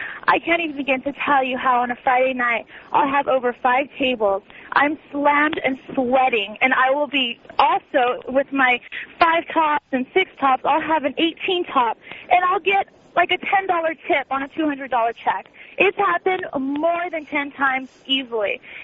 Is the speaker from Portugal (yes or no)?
yes; Portugal; Right, I'm from Portugal, and the tip is actually 18% at all times always added in.